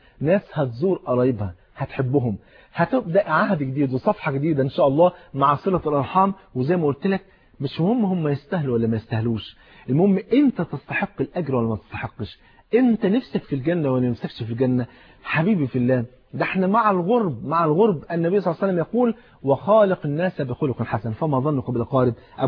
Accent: Cairo, Cairo Governorate, Egypt; هو فاتح محل كبير في إحدى المولات الكبيرة عندنا في القاهرة

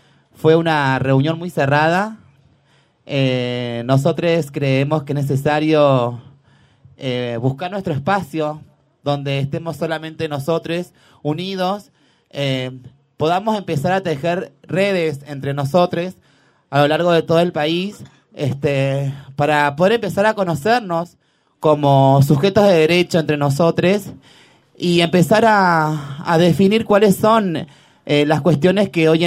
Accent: Rosario, Santa Fe, Argentina; yo vengo de la provincia de Santa Fe, de Rosario, con todas las compañeras trabas, venimos desde muy lejos.

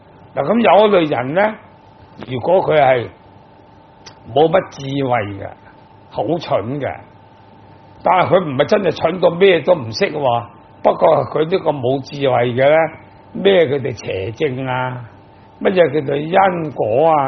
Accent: Hong Kong; 我哋香港人就好善心嘅

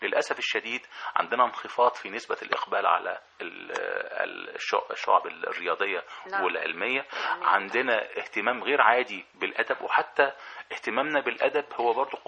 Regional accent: Egypt; عندنا في مصر مجموعة خبراء غير عاديين وإمكانياتهم غير عادية

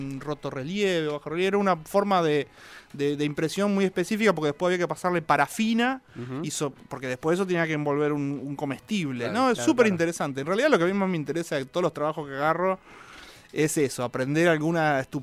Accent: Rosario, Santa Fe, Argentina; now in Buenos Aires, Argentina; yo soy de Rosario. Y muy pendejo empecé a publicar y a vivir de eso

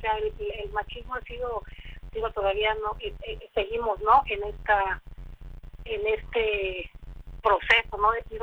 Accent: Huetamo, Michoacán, Mexico; born there; yo nací en Huetamo, Michoacán, y efectivamente, como tú decías, estoy en la región de Tierra Caliente, y Huetamo, Michoacán es la región de Tierra Caliente, y divide a Guerrero por el río Balsas.

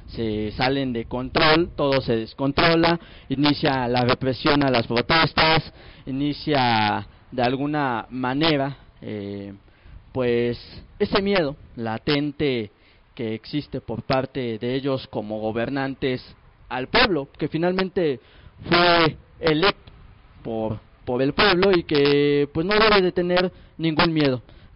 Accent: Mexico; also born or lived in Venezuela; Vengo de la delegación Tláhuac, donde radico actualmente. Soy mexicano, pero parte de mi vida la he radicado en Venezuela.

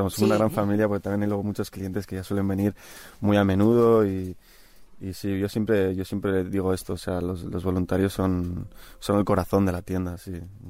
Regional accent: Bilbao, Basque Country, Spain; Yo soy vasco, soy de Bilbao

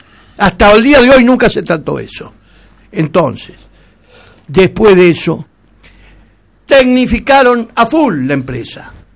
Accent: Argentina; Si yo soy argentino

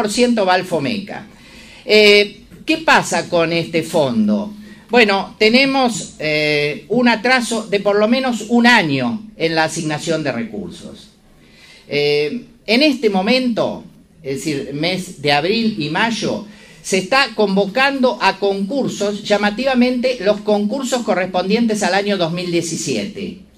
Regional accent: Río Negro, Argentina; Claro, yo soy de Río Negro, entonces hay que hacer 1000 kilómetros para presentarse personalmente.

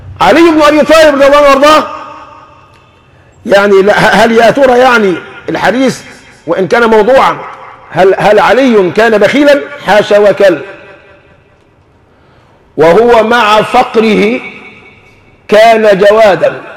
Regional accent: Egypt; نحن كمصريين عورنا في عدم العمل

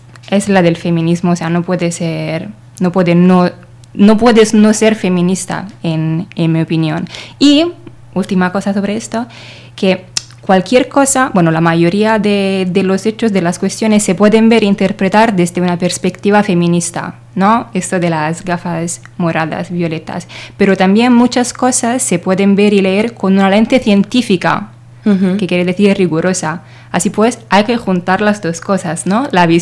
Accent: Italy; Spanish is a second language; now in Spain; yo soy italiana, como nuestras oyentes habrán entendido ya, no tenemos en Italia un ministerio de la ciencia.

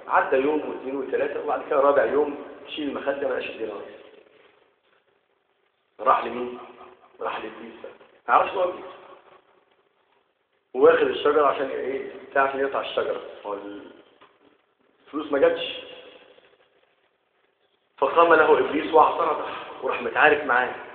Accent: Egypt; اللهم اجعل بلدنا مصر امنة مطمئنة

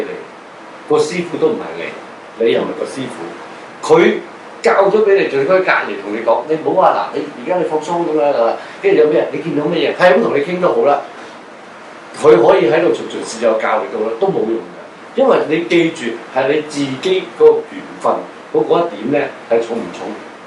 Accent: China; 有可能所謂我哋中國人所講魂魄都唔齊啊。

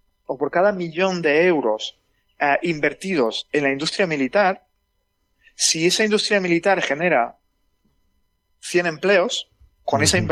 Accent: Jaén, Andalusia, Spain; yo soy de Jaén y en Jaén había una industria automovilística

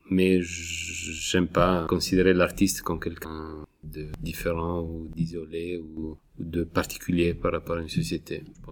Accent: Italy; En Italie, je suis italien, ce problème est arrivé au niveau de la politique.

